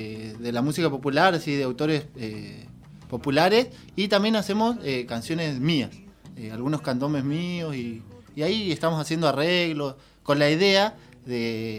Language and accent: Spanish; Bariloche, Río Negro, Argentina; desde donde yo vengo, yo soy de Bariloche.